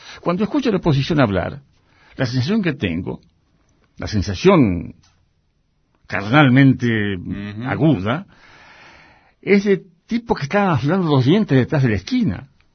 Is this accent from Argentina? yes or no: yes; Argentina; Yo soy un gaucho gringo. Todos mis valores, mis dialécticas corporales tienen que ver con el mundo de la chacra, tienen que ver con lo que era mi viejo, con lo que era mi familia